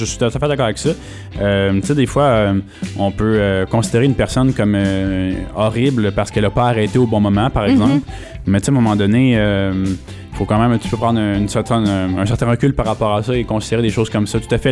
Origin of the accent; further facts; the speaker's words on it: Quebec, Canada; c'est sûr qu'en tant que Québécois, tu peux aller en France puis voir ça un petit peu se passer.